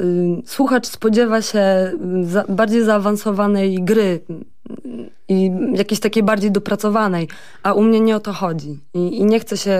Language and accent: Polish; Olsztynek, Warmian-Masurian Voivodeship, Poland; also born or lived in Gdańsk; now in Warsaw, Poland; No taka małe miasteczko koło Olsztyna. Tam spędziłam praktycznie całe moje życie. Oprócz tego, że mieszkałam w Gdańsku przez 5 lat na studiach. No i teraz od ponad roku w Warszawie. Mhm. Także jestem, generalnie jestem dziewczyną z małego miasteczka.